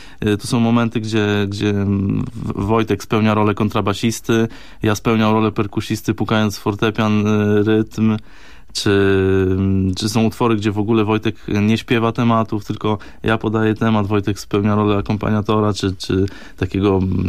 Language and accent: Polish; Gostynin, Masovian Voivodeship, Poland; also born or lived in Katowice; Ja pochodzę z Gostynina, to jest taka miejscowość w centralnej Polsce. Później trafiłem do Katowic jako na studia.